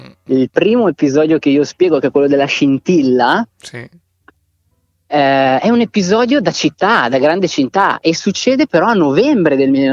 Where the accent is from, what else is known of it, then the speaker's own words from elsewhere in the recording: Piedmont, Italy; la Val d'Ossola, che è la mia terra d'origine.